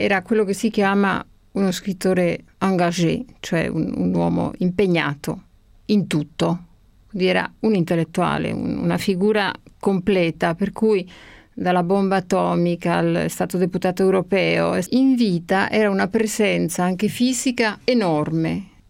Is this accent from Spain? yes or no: yes; Spain; Italian is a second language; perché comunque, appunto, essendo spagnola è tutto un po' diverso